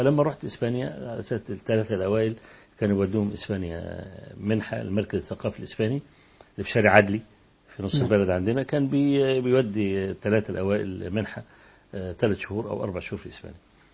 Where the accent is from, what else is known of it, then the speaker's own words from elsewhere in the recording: Egypt; فكنت أمسك ورقة كده وأقول إن أنا من مصر